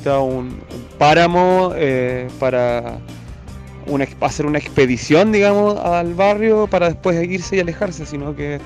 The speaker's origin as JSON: {"language": "Spanish", "town": "Concepción", "region": "Biobío", "country": "Chile", "moved": "yes", "said": "Sucede que yo me fui de Chile, me fui de Conce, volví después de 6 años, me reencontré con mis antiguos barrios"}